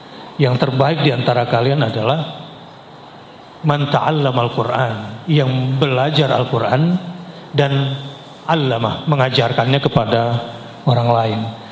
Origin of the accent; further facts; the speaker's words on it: Jakarta, Indonesia; born there; Lahir di Jakarta 48 tahun yang lalu.